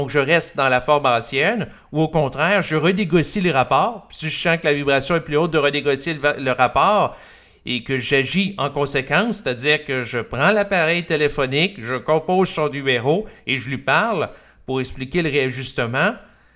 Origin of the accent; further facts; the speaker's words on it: Quebec, Canada; la conception chrétienne de la sexualité, dans laquelle j'ai grandi au Québec